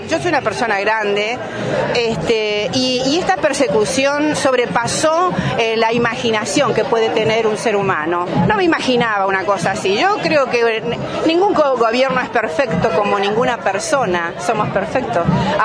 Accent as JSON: {"language": "Spanish", "town": "Bariloche", "region": "Río Negro", "country": "Argentina", "said": "Soy de acá de Bariloche, del barrio El Prado, ya hace años que vivo acá."}